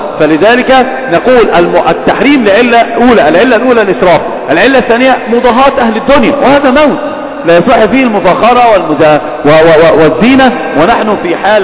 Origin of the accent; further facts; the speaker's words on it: Egypt; إحنا عندنا في مصر المقابر الآن أصبحت بيوتات للناس